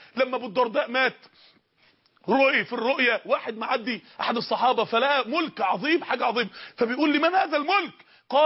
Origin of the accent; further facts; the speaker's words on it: Mansoura, Dakahlia, Egypt; احدى النساء الفاضلات عندنا في المنصورة